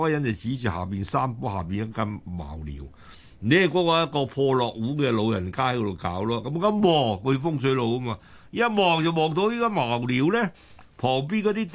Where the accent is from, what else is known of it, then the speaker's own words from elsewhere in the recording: Hong Kong; 而家我哋香港人就。好簡單，有樓嘅就有福。